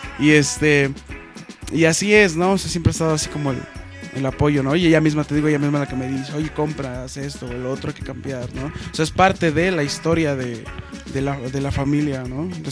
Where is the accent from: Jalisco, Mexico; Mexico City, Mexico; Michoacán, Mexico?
Mexico City, Mexico; born there; Tengo 27 años de edad y vivo en Distrito Federal, nací en el Distrito Federal.